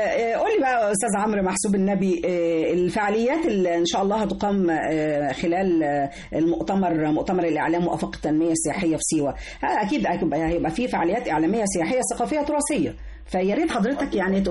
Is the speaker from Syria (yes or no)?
no; Egypt; انا كمواطنه مصريه نفسي ان انا اروح سيوه